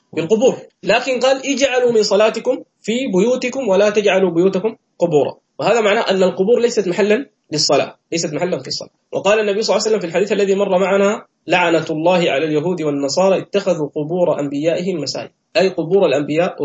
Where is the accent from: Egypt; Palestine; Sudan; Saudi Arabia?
Sudan; عندنا في السودان وفي مصر